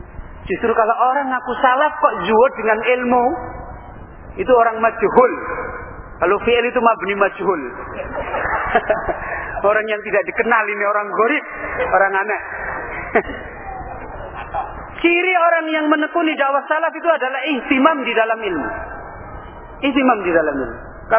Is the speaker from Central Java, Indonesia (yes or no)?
yes; Jepara, Central Java, Indonesia; now in Semarang, Indonesia; Kalau pulang kampung, saya dulu di Jepara. Dari Semarang itu naik sepeda ngondel ke Jepara sana.